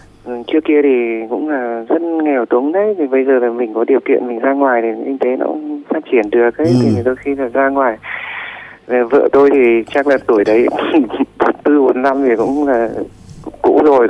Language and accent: Vietnamese; Bac Ninh, Vietnam; tôi quê ở Bắc Ninh.